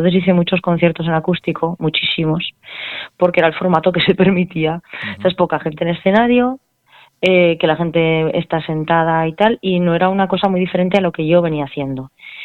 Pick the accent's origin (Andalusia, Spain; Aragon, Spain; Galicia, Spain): Aragon, Spain; Alcorisa; now in Alagón, Spain; Pues bueno, yo soy de Alcoriza, de Teruel, sí, pero ahora estoy en Alagón, en Zaragoza.